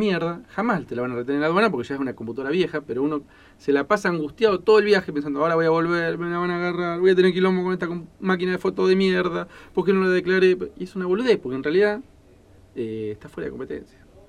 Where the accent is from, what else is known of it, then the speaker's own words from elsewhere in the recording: Cipolletti, Río Negro, Argentina; Una historia de también de mi pueblo de Chipoleti.